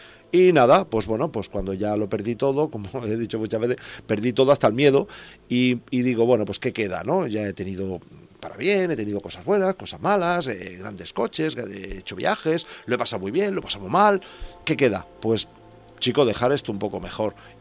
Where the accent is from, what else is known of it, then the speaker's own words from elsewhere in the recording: Santa Coloma de Gramenet, Catalonia, Spain; organicé el primer festival de rock folk blues de Santa Coloma de Gramenet, de mi pueblo